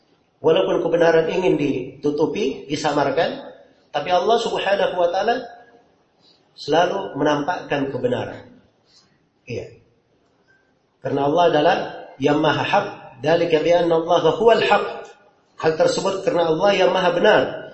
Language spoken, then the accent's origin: Indonesian; Makassar, South Sulawesi, Indonesia; Kalau kita orang Makassar di sini dibilang Al-Makassari